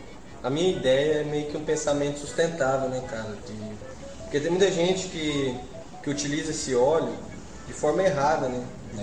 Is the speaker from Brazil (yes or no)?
yes; Rondônia, Brazil; É, eu sou lá de Rondônia, né, galera? Sou de Rio Paraná, Rondônia.